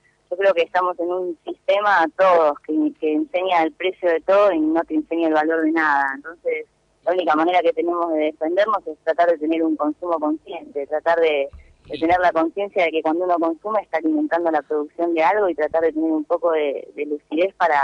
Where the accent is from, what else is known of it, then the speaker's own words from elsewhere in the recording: Argentina; Yo no sé si fue a mí porque soy argentina